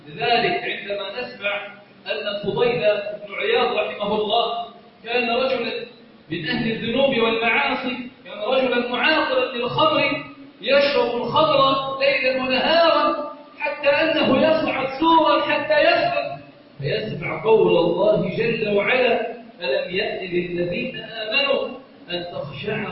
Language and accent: Arabic; Egypt; اللهم إنا نسألك أن تجعل بلدنا مصر صخارا رخاء أمنا أمانا